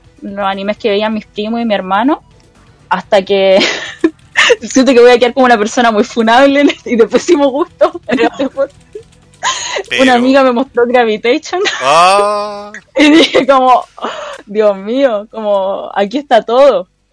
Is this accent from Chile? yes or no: yes; Santiago, Santiago Metropolitan Region, Chile; Yo soy de Santiago, pero por un periodo de mi vida muy breve viví en La Serena.